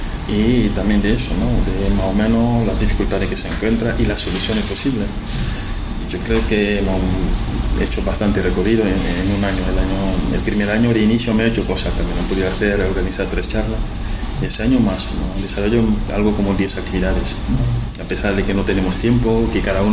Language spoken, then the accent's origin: Spanish; Senegal; Spanish is a second language; como yo soy de Senegal.